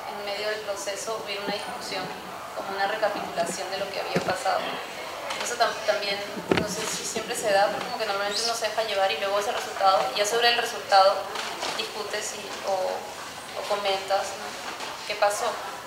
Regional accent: Peru; moved away as an adult; yo nací en Perú, viví allí hasta los 21 años, estudié allí artes visuales en la Universidad Católica de Perú.

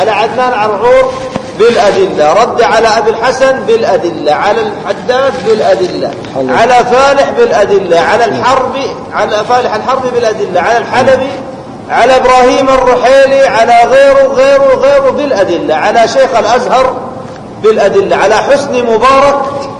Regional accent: Saudi Arabia; الحوار الوطني هنا عندنا في السعودية

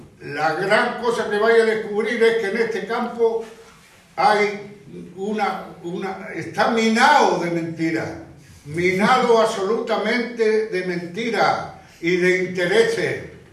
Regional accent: Málaga, Andalusia, Spain; me parece muy bien, yo soy malagueño.

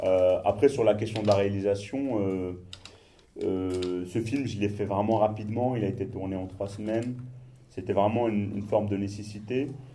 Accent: Morocco; non, moi je suis marocain

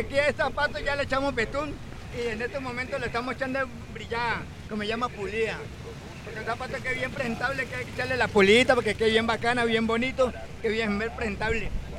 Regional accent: Cali, Valle del Cauca, Colombia; Ah, caleño, yo también soy caleño.

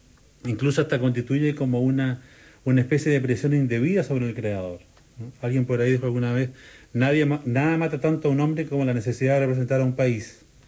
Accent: Santiago, Santiago Metropolitan Region, Chile; yo, por ejemplo, para bien o para mal soy santiaguino, y ni siquiera soy santiaguino, ¿no es cierto?, en toda su extensión, soy santiaguino de un cierto barrio.

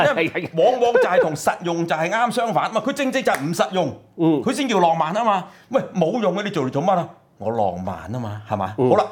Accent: China; 我哋中國人咧，咁其實我哋差不多先生咧係有條件嘅

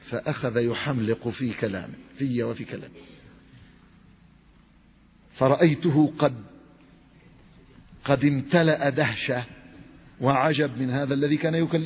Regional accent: Yemen; حصل حادث مؤلم في بلادي اليمن.

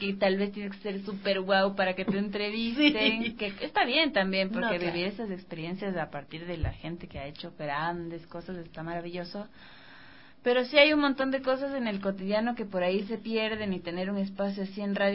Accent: Ecuador; a nosotros como occidentales, ecuatorianos, X, nos chocan un montón

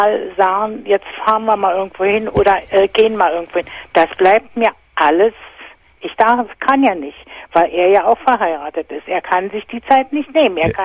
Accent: Berlin, Germany; Ja, ich bin Berliner.

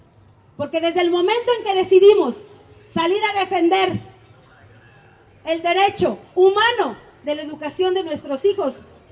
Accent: Mexico; Porque tenemos problemas al no creer como mexicanos que las reformas estructurales nos deberán a dañar.

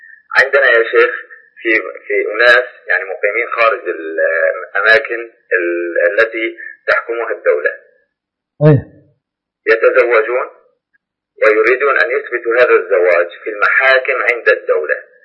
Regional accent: Syria; أنا من سوريا وأحبكم بالله.

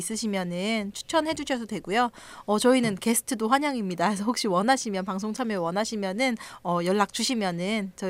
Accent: South Korea; 이 한국인으로서 봐야 되는 영화인데

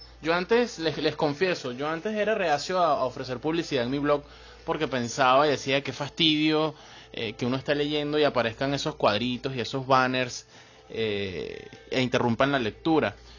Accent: Venezuela; Pero en mi país, o en este país, en Venezuela, no vas a conseguir otro blog igual.

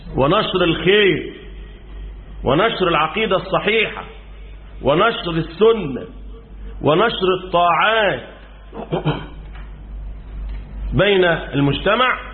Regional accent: Egypt; وده اللي حصل عندنا في مصر

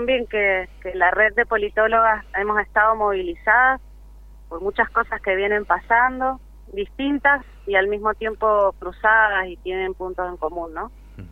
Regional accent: Mendoza, Argentina; Y la verdad que como mendocinas, mendocinos, no nos debería dar vergüenza que pase eso.

